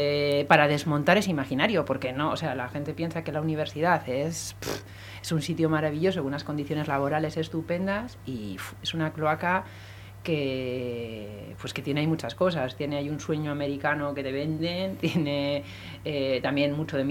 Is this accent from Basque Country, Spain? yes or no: yes; Bilbao, Basque Country, Spain; Soy de Bilbao. De Iturribide.